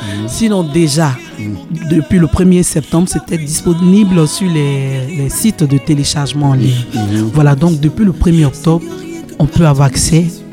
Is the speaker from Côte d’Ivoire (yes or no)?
yes; Côte d’Ivoire; Donc moi je suis ivoirienne, je suis en Côte d'Ivoire.